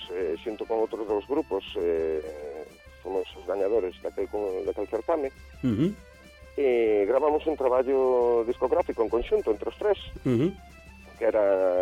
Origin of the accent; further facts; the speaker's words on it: Moaña, Galicia, Spain; born there; now in Betanzos, Spain; pois de onde nacín eu, porque eu vivo en Betanzos, son de Moaña, de Sandalí